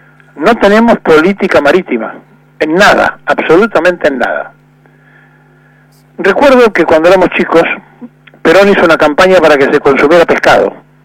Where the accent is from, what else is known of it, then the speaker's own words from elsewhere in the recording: Argentina; he visto sorprendido algo que no conocía en mi país, en una feria italiana, con un cartel enorme que decía langostinos argentinos